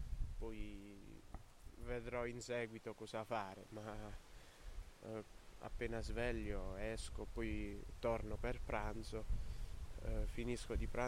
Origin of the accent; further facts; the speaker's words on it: Accettura, Basilicata, Italy; Nato. Sì, sono di Accettura.